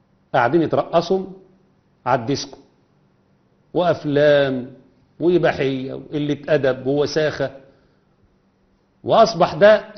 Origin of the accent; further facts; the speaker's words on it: Egypt; عندنا في مصر